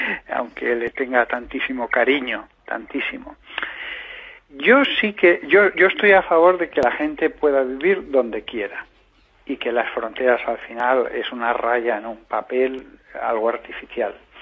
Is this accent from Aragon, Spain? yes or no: yes; Aragon, Spain; Yo hablo con pasión y entusiasmo como buen aragonés que soy